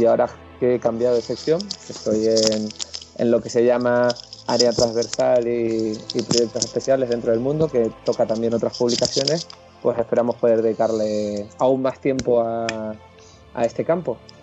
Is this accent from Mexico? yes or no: no; Canary Islands, Spain; now in Madrid, Spain; como bien me has presentado, y nada, soy un canario que acabó en Madrid por razones de estudios